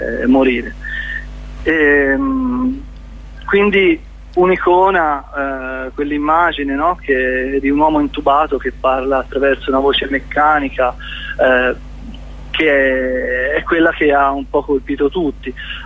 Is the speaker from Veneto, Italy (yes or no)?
no; Pisa, Tuscany, Italy; Sì, per noi veniamo da Pisa, per cui non è che abbiamo possibilità di ascoltare la vostra radio